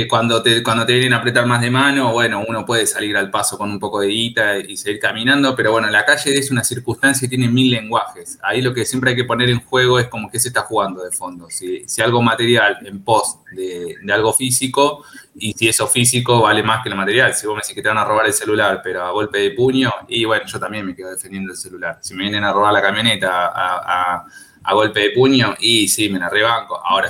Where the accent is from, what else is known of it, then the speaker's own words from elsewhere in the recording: Flores, Buenos Aires, Argentina; born there; yo nací en Flores, ¿no? En el 85, entonces era adolescente en el 2001, en plena crisis